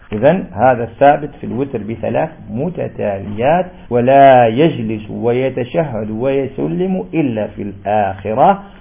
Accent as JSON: {"language": "Arabic", "country": "Algeria", "said": "لأن في عرفنا في الجزائر الشفع ومال النافلة البعدية"}